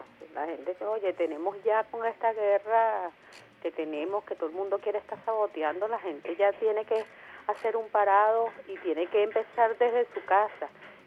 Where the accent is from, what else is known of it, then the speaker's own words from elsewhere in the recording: Venezuela; uno como venezolano